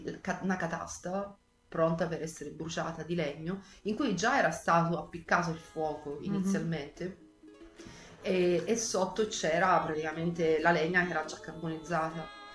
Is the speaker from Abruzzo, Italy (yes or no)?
no; Sicily, Italy; now in Florence, Italy; essendo siciliana ho avuto sempre un rapporto privilegiato col mare. Quando sono arrivata a Firenze c'è stato un attimino di stop in questo